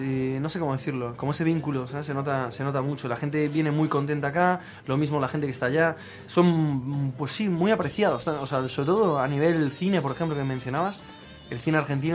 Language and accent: Spanish; Galicia, Spain; De Galicia. Yo soy gallego.